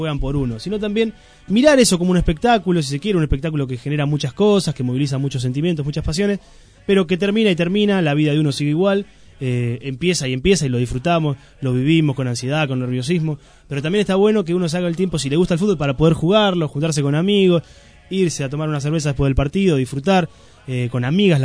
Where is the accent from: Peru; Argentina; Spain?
Argentina; ahí somos todos argentinos y nos confundimos todos y somos todos lo mismo